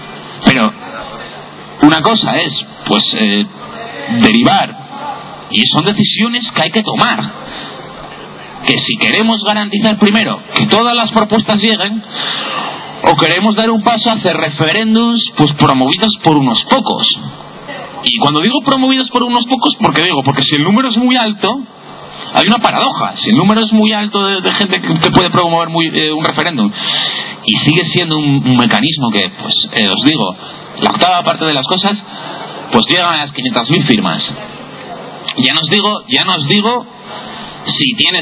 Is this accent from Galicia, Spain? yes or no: no; Oviedo, Asturias, Spain; Yo soy de Oviedo. Nací aquí.